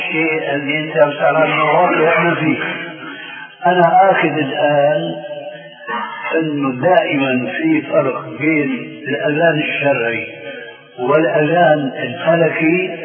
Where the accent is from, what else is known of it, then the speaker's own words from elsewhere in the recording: Damascus, Damascus Governorate, Syria; حيمكن هو كما يقولون عندنا في الشام